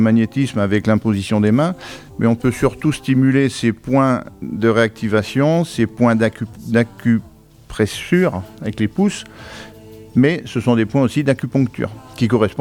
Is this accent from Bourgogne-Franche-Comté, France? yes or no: no; Épinal, Grand Est, France; Moi je suis originaire des Vosges, je suis originaire d'Épinal. Alors j'ai bourlingué pas mal, donc j'ai fait quelques régions de France, et puis comme je suis en retraite, on va dire, entre parenthèses, eh bien, j'ai décidé de revenir dans mes Vosges natales